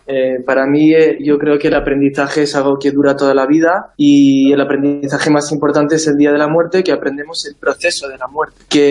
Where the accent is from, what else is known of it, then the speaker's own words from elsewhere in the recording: South India, India; Y entonces yo donde crecí fue en India, en un monasterio en el sur, desde los 6 años que me ingresaron en el monasterio, y ahí estuve hasta los 18 años